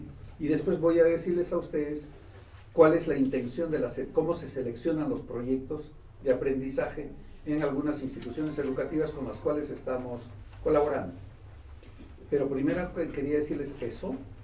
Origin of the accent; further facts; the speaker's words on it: Peru; En mi país, en el Perú, hay también el tema de trabajar por proyectos y no por asignaturas.